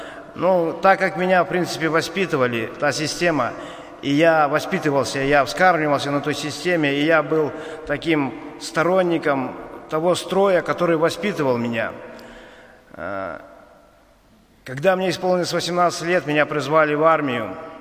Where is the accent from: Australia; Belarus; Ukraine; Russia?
Belarus; Ivatsevichy, Brest Region; born there; now in Baranovichi, Belarus; Я сам отсюда, с Баранович. Я родился в Ивацевичах, но после армии переехал сюда. Женился, жил здесь.